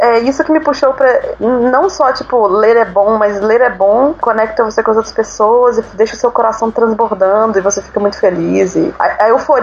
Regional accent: Belo Horizonte, Minas Gerais, Brazil; eu sou de Belo Horizonte. É, eu estudei lá tanto na Federal de Minas Gerais quanto na Estadual.

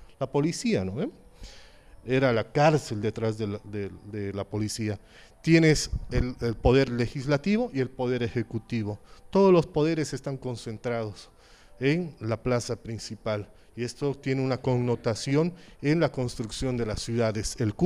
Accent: Bolivia; somos bolivianos y por lo tanto Bolivia no es solamente el que tiene el nombre

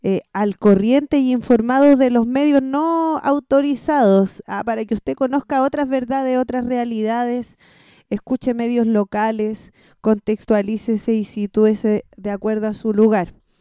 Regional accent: Santiago, Santiago Metropolitan Region, Chile; moved away; soy una ex santiaguina rehabilitada, que cuando partí de Santiago tenía muy romantizado el sur y me fui a vivir a la Patagonia

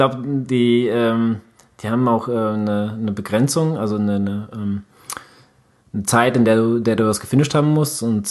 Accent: Katowice, Silesian Voivodeship, Poland; born there; Katowice ist ja meine Geburtsstadt, und das ist so einer, wo ich sage, ja, ich bin da geboren

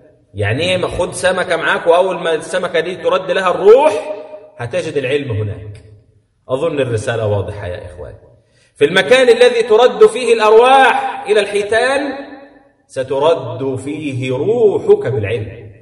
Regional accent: Egypt; لأن احنا عندنا في مصر الحوت ده بيطلق على الحوت الكبير خاصة

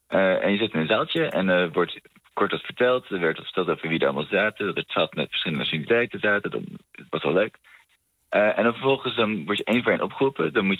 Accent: Netherlands; born there; ik Frans ben, dus een Europees staatsburger. Ik ben geboren in Nederland.

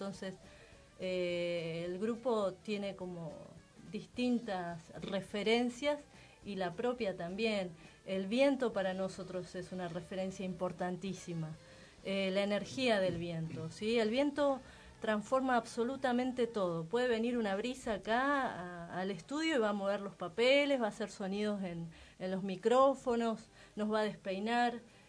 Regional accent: Río Negro, Argentina; yo soy patagónica, soy de Río Negro, o sea que el viento ha sido parte de mi vida en un modo muy intenso.

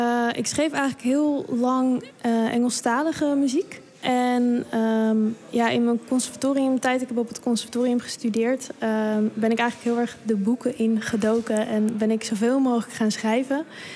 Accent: Krommenie, North Holland, Netherlands; Want ik kom zelf uit Krommenie.

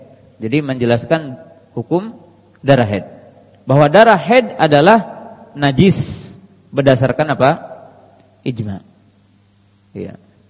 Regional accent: West Java, Indonesia; atau dalam bahasa kita orang Jawa Barat dikerik dengan menggunakan benda.

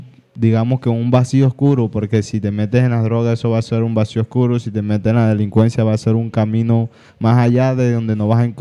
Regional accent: Colombia; jóvenes, somos el futuro de Colombia y del mundo.

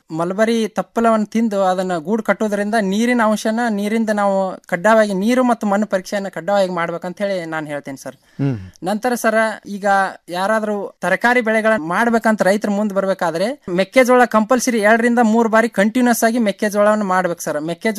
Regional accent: Hirur, Karnataka, India; ನಮ್ದು ಬೆಳಗಾವಿ ಜಿಲ್ಲೆಯ ಸವದತ್ತಿ ತಾಲೂಕಿನ ಹಿರೂರು ಗ್ರಾಮ ಸರ್.

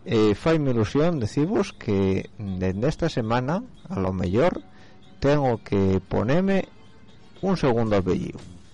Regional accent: Spain; en este país, en España, yo soy español, coño, tengo un carnet glupón.

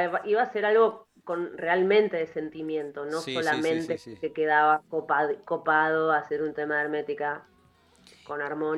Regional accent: Argentina; ¿qué carajo es el joropo venezolano? Uno dice como argentino.

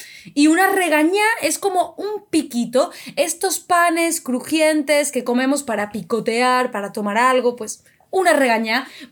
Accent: Spain; a vosotros, que sois extranjeros, y a nosotros, que somos españoles

